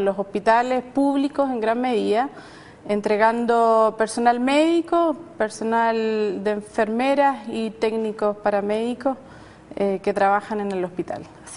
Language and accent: Spanish; Chillán, Ñuble, Chile; also born or lived in Temuco; Chillán, en que estuve casi toda mi infancia. Luego me trasladé a Temuco y estudié allá enfermería. Después de recorrer varias ciudades de Santiago, me vine aquí, o sea, del sur. Perdón, me vine a Santiago y llegué el año 2000.